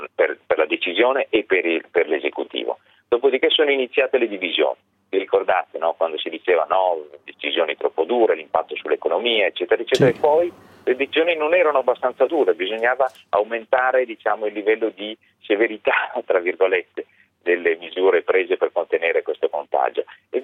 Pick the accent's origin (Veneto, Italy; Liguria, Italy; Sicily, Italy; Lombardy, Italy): Lombardy, Italy; Bergamo; Sicuramente sì, sono bergamasco, quindi posso sembrare di parte.